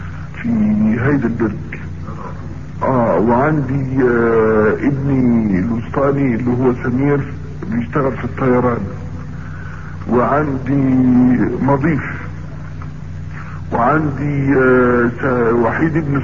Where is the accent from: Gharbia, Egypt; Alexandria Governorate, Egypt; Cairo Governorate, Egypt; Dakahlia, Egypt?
Gharbia, Egypt; Mit Rizaz; من ميت رزاز، بلد اسمها ميت رزاز،